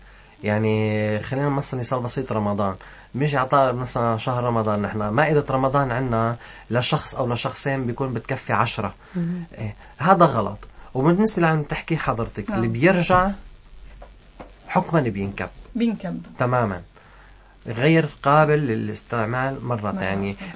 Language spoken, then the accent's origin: Arabic; Syria; ما أنا لبناني بصراحة هي سورية بس نحن عنا كتير من الأكلات